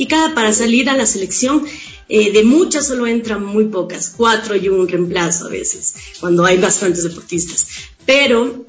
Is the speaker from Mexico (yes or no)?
no; Loja, Ecuador; Fui seleccionada de la provincia de Loja, yo soy de Loja.